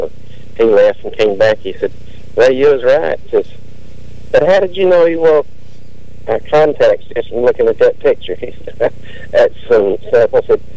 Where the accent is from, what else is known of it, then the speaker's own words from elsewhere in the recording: Mississippi, United States; so I tell it on myself. I'm from Mississippi.